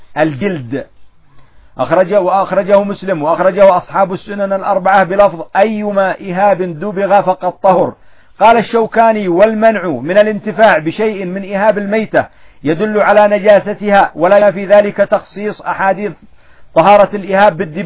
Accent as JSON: {"language": "Arabic", "country": "Yemen", "said": "الفدرة هذه ايش عندنا في اليمن؟ الفدرة الخبز، قطعة الخبز اصلا لغة عامية لكن لها اصل"}